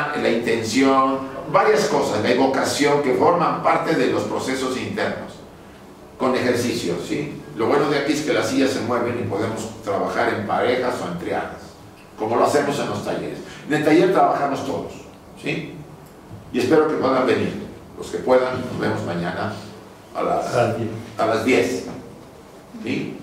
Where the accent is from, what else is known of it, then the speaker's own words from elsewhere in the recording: Mexico; born there; En México, donde yo nací y donde he vivido algunos años